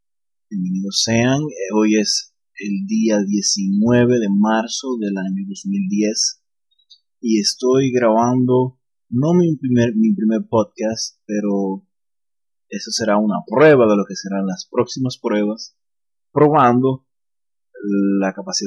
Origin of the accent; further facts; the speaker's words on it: Dominican Republic; estamos cerca de las elecciones congresionales aquí en mi país, República Dominicana